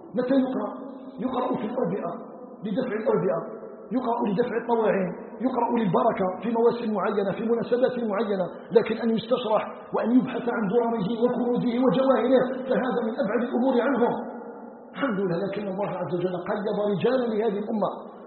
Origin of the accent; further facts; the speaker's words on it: Algeria; أن يجعل بلدنا الجزائر بلدا آمنا مطمئنا